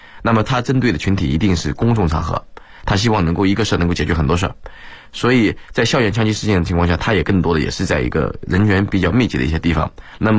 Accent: China; 我还是一直坚信，就是我们中国人是属于比较聪明的人。

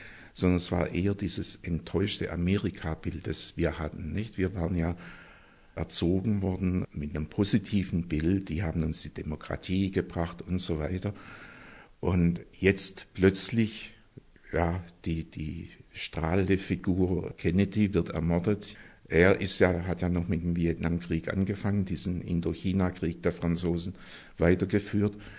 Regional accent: Stuttgart, Baden-Württemberg, Germany; bin eigentlich aus Stuttgart und habe 65 Abitur gemacht und studierte seit Sommersemester 65 hier in Tübingen

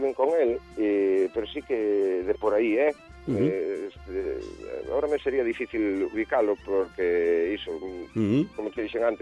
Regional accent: Moaña, Galicia, Spain; born there; now in Betanzos, Spain; pois de onde nacín eu, porque eu vivo en Betanzos, son de Moaña, de Sandalí

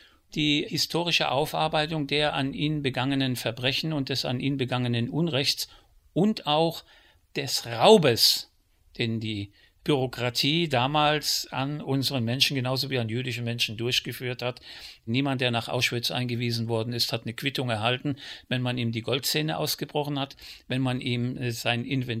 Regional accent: Germany; Ich bin Deutscher und ich spreche die deutsche Sprache

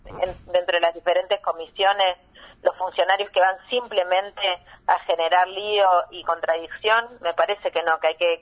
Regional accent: Argentina; pero somos argentinos y queremos defender los intereses de nuestro país

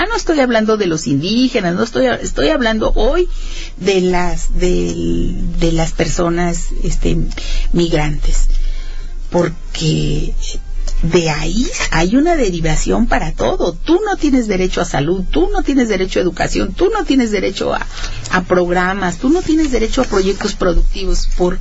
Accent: San Luis Potosí, Mexico; moved away; como yo vine de San Luis Potosí

